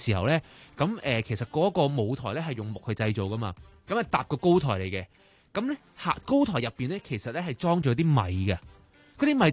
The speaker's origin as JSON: {"language": "Cantonese", "country": "China", "said": "我哋中国人咧会撒米嘛，"}